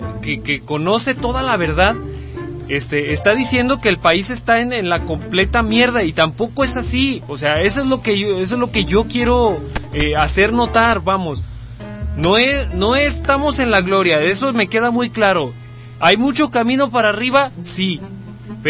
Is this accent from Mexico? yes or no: yes; Mexico; De lo que me pueda yo sentir orgulloso como mexicano